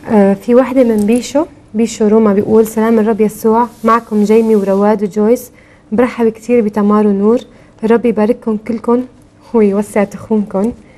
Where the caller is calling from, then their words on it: Minya, Minya Governorate, Egypt; من المنيا من مصر، وحشتوني كثير